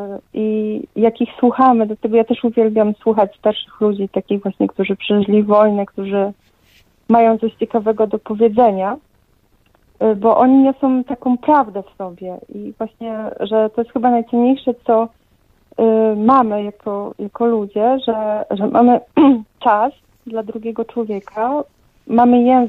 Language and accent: Polish; Lower Silesian Voivodeship, Poland; ja jestem przewodnikiem, pochodzę tutaj z Karkonoszy, z gór.